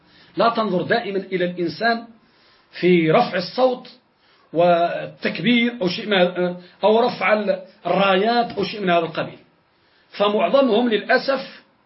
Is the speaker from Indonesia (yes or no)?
no; Morocco; كذلك عندنا في المغرب